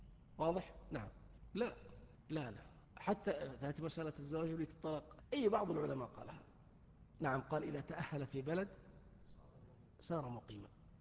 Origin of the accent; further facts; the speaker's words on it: Saudi Arabia; الآن في الشارع في رمضان عندنا في السعودية